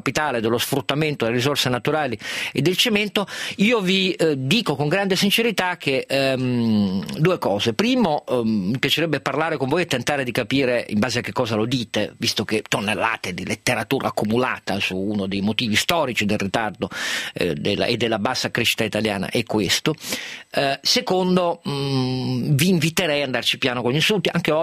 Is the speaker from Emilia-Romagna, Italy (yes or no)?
no; Piedmont, Italy; io sono piemontese, punto numero uno, ma non vuol dire niente